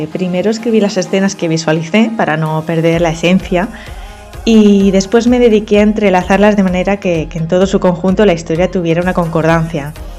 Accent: Barcelona, Catalonia, Spain; yo soy de Barcelona y aunque me he movido bastante desde pequeña, actualmente resido aquí.

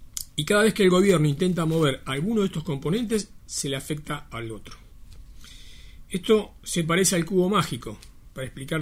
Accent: Argentina; Pero lo que vamos a sufrir somos todos los argentinos.

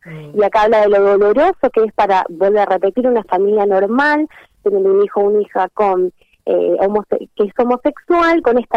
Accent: San Jorge, Santa Fe, Argentina; yo soy de San Jorge, acá en la televisora local

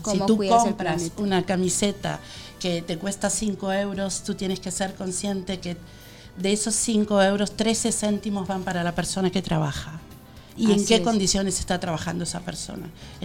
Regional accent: Argentina; sabes que soy argentina y los argentinos somos así

